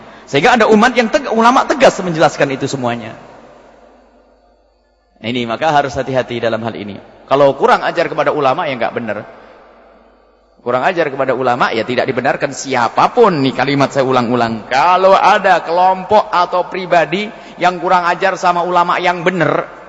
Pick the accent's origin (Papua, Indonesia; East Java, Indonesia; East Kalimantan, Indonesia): East Java, Indonesia; Saya Jawa Timur.